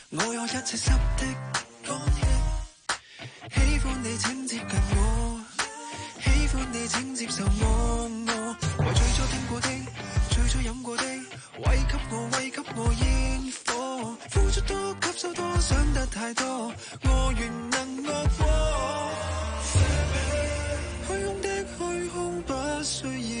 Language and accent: Cantonese; China; 咁我覺得呢個都唔係代表我哋中國人冇嘅概念，係有嘅